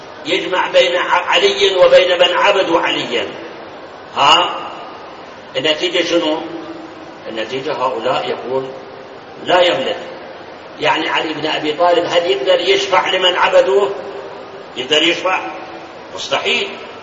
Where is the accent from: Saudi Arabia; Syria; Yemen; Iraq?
Iraq; الآن هم اللي هذول يسموهم عندنا بالعراق جماعة الصبة، سامعين الصبة؟ ها؟ بالناصرية موجودين، سوق الشيوخ موجودين